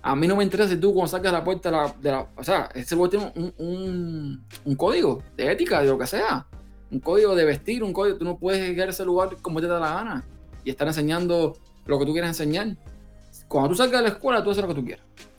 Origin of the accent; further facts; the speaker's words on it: Cuba; moved away as an adult; de Cuba, que era donde yo nací, que fue donde viví por 29 años